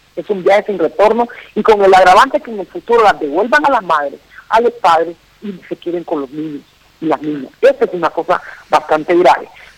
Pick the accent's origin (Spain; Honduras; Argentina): Honduras; estamos enfrentando como pueblo hondureño